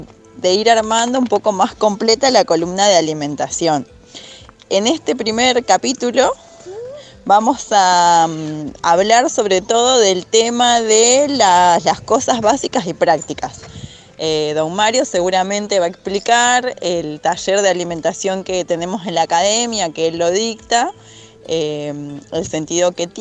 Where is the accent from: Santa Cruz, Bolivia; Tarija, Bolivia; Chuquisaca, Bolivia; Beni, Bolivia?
Tarija, Bolivia; yo que soy de Tarija, que es Bolivia, es zona de valle, donde se produce maní, maíz, papa.